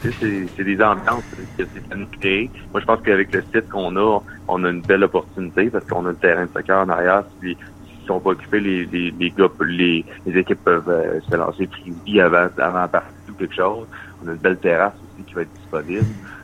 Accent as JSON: {"language": "French", "town": "Quebec City", "region": "Quebec", "country": "Canada", "tie": "born or raised there", "said": "Là, je suis natif de Québec."}